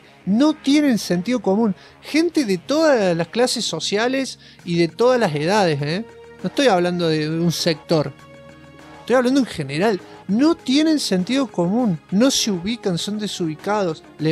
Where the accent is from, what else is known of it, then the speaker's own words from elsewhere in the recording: Argentina; Yo soy Argentina, me ha vuelto así, ¿eh? Yo no era así cuando era joven.